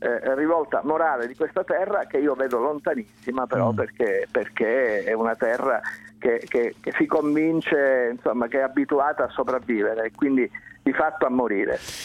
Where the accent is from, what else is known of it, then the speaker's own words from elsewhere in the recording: Sicily, Italy; mi dispiace dirlo perché sono siciliano puro sangue